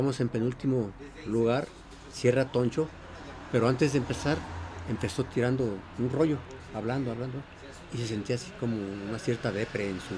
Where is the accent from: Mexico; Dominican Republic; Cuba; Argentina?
Mexico; tuvimos también la fortuna de alternar con ellos, como mexicano también.